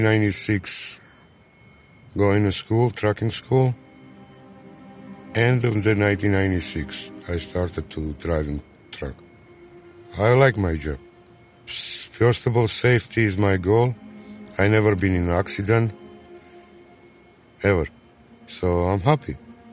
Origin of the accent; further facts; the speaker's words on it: Georgia; English is a second language; moved away as an adult; now in United States; In Georgia. Country Georgia.